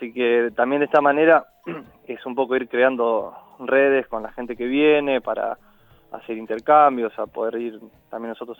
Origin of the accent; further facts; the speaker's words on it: Rosario, Santa Fe, Argentina; de Buenos Aires, de Rosario, que yo soy de Rosario, de otras partes, de otras provincias